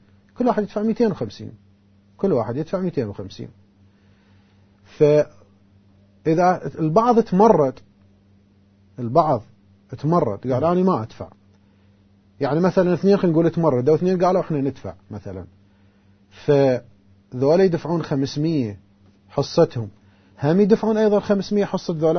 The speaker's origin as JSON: {"language": "Arabic", "town": "Karbala", "region": "Karbala Governorate", "country": "Iraq", "said": "يعني مثلا هسه الآن احنا متعارف عندنا في كربلاء"}